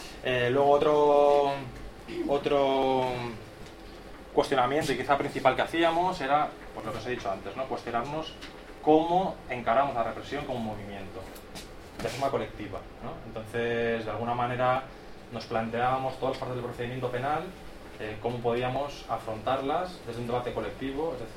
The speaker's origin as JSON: {"language": "Spanish", "town": "Barcelona", "region": "Catalonia", "country": "Spain", "said": "de Barcelona. Soy un de Acción Libertaria de Sants, Asamblea de Lleida, anarquista de Cataluña."}